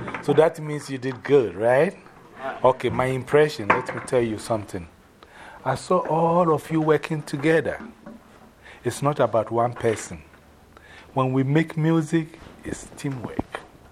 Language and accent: English; Ghana; English is a second language; You know, I remember I told you I'm from Ghana, right? Who remembers the former name of my country?